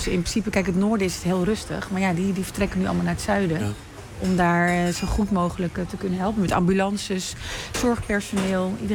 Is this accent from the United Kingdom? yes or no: no; Morocco; Ik ben zelf Marokkaans, dus ik ken de Marokkaanse gemeenschap best wel goed.